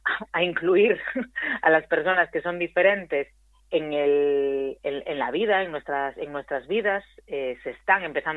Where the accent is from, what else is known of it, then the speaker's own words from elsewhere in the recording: Rianxo, Galicia, Spain; Y después en mi pueblo, en Rianxo, yo hice una obra también